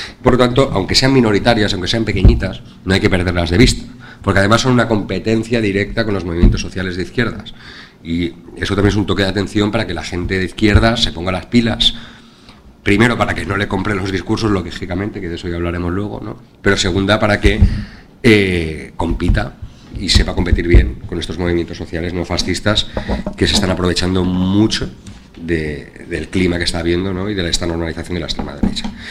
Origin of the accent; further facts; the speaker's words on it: Valencian Community, Spain; Como valenciano, creo, igual es porque soy valenciano